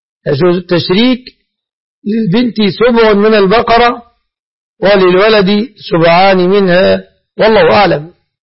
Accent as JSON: {"language": "Arabic", "country": "Egypt", "said": "فلا أعلم في بلادنا مصر بنكا إسلاميا"}